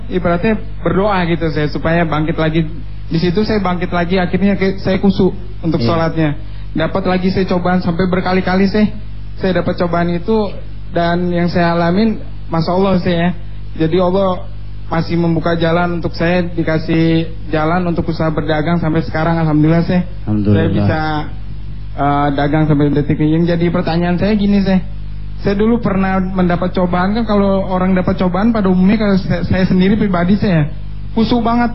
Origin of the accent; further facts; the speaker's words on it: Malang, East Java, Indonesia; saya dari Malang, Jawa Timur.